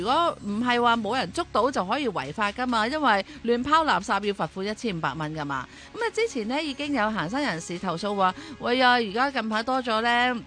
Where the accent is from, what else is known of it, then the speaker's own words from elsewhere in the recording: Hong Kong; 我哋香港人点可以俾人话我哋冇功德同埋缺德噶？